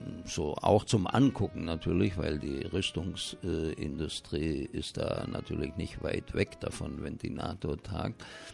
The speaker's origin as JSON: {"language": "German", "region": "Baden-Württemberg", "country": "Germany", "said": "wie man bei uns im Schwabenland sagen würde, besser als ein Gosch voll Reisnägel"}